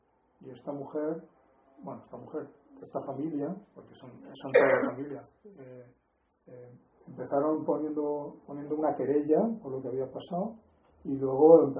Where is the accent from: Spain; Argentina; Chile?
Spain; Valencian Community; como somos valencianos